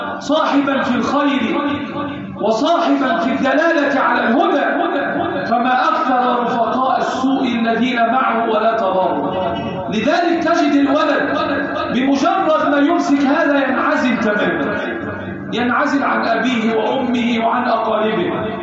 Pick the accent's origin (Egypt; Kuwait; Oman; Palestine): Egypt; اللهم احفظ بلدنا مصر وسائرها